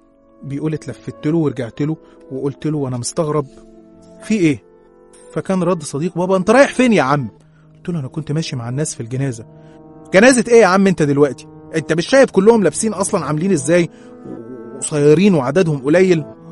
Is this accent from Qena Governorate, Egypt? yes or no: yes; Qena Governorate, Egypt; احنا أصلا من الصعيد من محافظة قنا